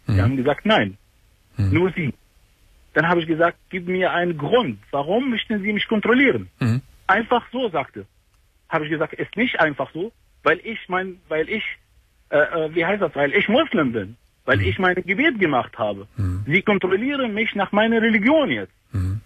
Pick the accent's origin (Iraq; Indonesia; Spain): Iraq; German is a second language; moved away as an adult; now in Germany; Ich bin Iraker.